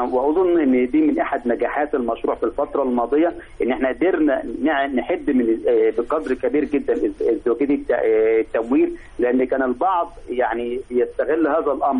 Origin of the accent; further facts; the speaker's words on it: Egypt; احنا بنقول ان اي طفل عندنا في مصر مؤمن عليه